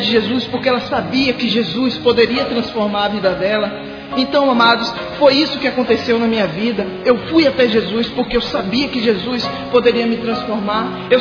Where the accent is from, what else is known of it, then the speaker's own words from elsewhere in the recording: Ituberá, Bahia, Brazil; Eu sou da cidade de Ituberá, interior da Bahia.